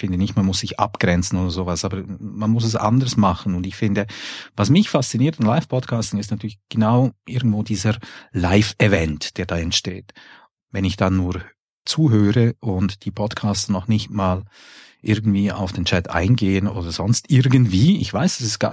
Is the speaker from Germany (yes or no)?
no; Switzerland; Und da will ja hoffen, wir als Schweizer, dass sich da in der deutschen Politik etwas ändert.